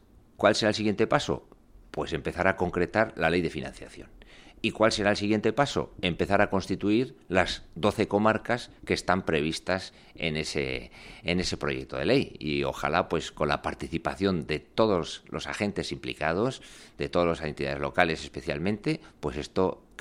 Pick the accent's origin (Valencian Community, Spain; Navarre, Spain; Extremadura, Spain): Navarre, Spain; Yo soy navarro de nacimiento y de familia y hablo euskera también por familia.